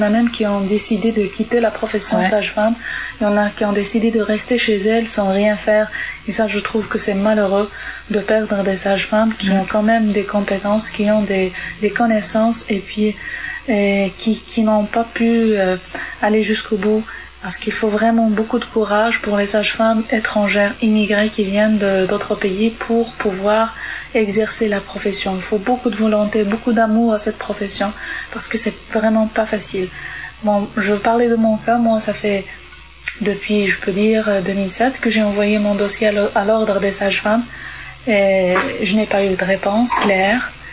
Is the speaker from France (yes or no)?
no; Morocco; chez nous, au Maroc, c'est médical